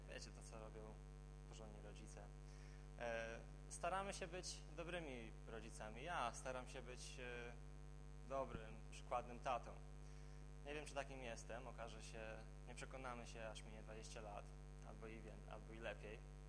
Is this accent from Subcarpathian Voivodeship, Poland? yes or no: no; Warsaw, Masovian Voivodeship, Poland; jako warszawiak no niewiele wiem na temat paszenia owiec